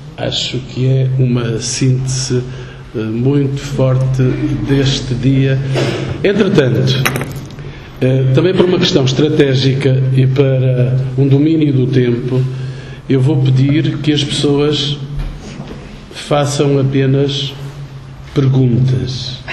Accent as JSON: {"language": "Portuguese", "region": "North", "country": "Portugal", "said": "Eu também sou do Norte."}